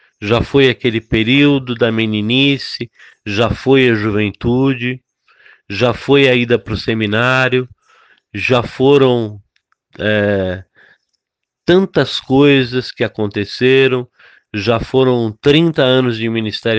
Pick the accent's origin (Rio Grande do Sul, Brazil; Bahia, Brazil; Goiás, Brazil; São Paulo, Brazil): São Paulo, Brazil; Fiquei lembrando lá da Igreja Metodista no Brás, onde fui criado